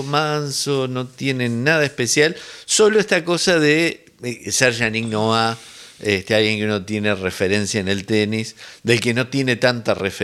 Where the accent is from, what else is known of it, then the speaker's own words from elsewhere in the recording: Montevideo, Uruguay; Claro, los montevideanos también somos porteños, vivimos en un puerto.